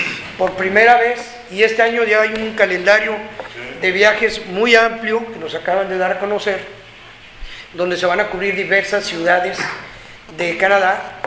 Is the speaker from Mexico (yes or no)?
yes; Mexico; yo porque soy mexicano me orgullezco